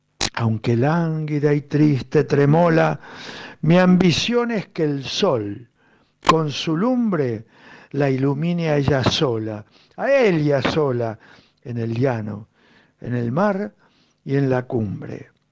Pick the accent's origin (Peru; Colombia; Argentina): Argentina; Soy argentino.